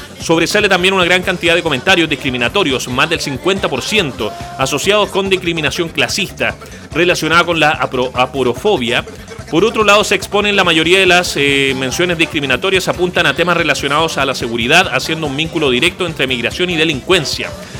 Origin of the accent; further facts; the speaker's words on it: Chile; sin saber lo racista que somos los chilenos, sin saber lo xenofóbicos justamente que somos, ¿ya?